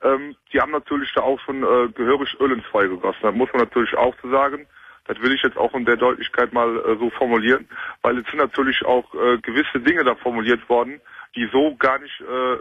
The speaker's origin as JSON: {"language": "German", "town": "Cologne", "region": "North Rhine-Westphalia", "country": "Germany", "said": "Ich bin Kölner durch und durch."}